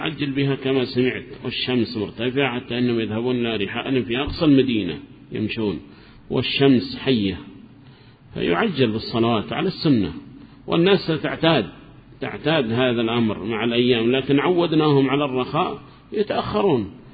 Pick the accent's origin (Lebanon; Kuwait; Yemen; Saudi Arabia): Yemen; Hadramaut; نحن عندنا في حضرموت نحدد الوقت هنا نصف ساعة مثلا بين الأذان والإقامة